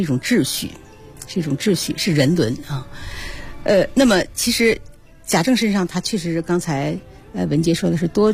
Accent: China

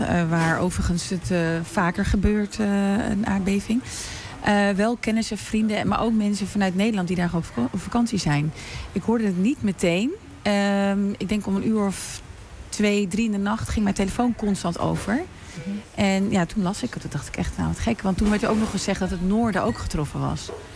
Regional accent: Morocco; Ik ben zelf Marokkaans, dus ik ken de Marokkaanse gemeenschap best wel goed.

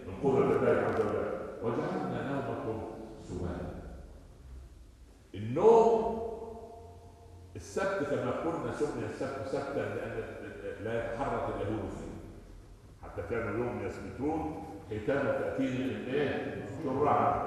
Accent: Upper Egypt, Egypt; عندنا في الصعيد يقول لك ام الطفل كذابه

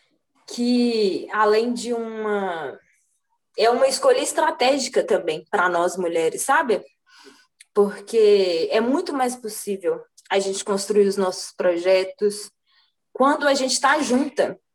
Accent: Contagem, Minas Gerais, Brazil; eu ser uma artista de Contagem, do bairro Nacional, e aí massa, todo lugar que eu vou, eu falo que eu vim do Nacional, que eu comecei a pintar aqui no, na minha infância, com uma mestra aqui do bairro

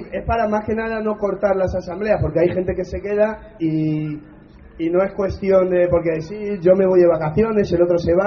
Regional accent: Madrid, Community of Madrid, Spain; Nosotros somos de Carabanchel.

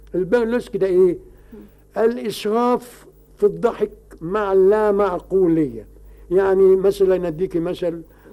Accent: Egypt; دي ما حدش بيسمع بها عندنا في مصر

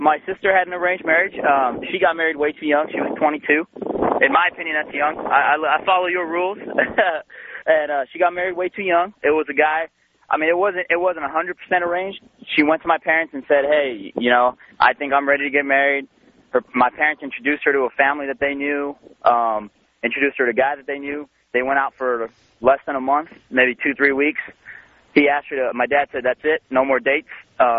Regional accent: United States; I am an American.

